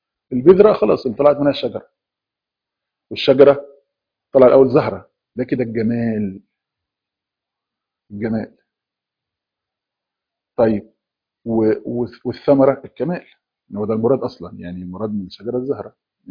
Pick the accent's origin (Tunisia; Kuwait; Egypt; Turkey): Egypt; زي ما بيقول عندنا في مصر،